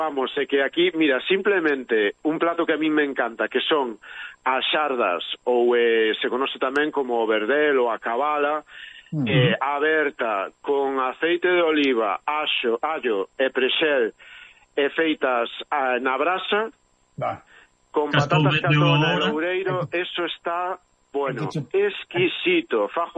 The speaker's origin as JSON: {"language": "Galician", "region": "Galicia", "country": "Spain", "said": "Seguimos sendo todos galegos e irmáns."}